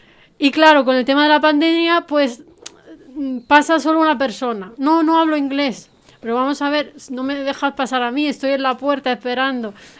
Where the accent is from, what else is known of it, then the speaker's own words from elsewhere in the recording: Spain; soy española y le puedo ayudar